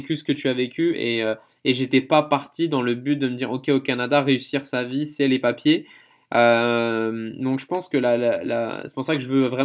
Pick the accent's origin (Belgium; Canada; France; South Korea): France; En tant que Français, maintenant j'en ai plus conscience.